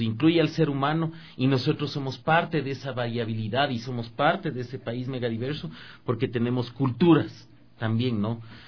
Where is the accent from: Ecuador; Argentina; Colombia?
Ecuador; Como ecuatorianos, si nosotros queremos empoderarnos de esta gran potencialidad que tenemos